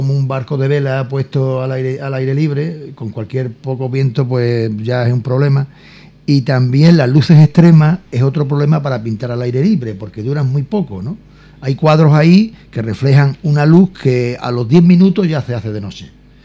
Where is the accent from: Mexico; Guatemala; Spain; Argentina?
Spain; Ubrique, Andalusia; A mí me encanta pintar mi pueblo.